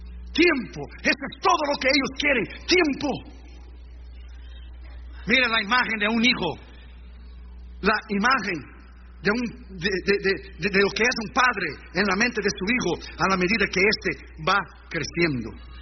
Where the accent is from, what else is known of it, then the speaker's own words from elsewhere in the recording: Rio Grande do Sul, Brazil; como yo soy del sur de Brasil, gauchos, es Uruguay, Argentina y nosotros, el Río Grande Sul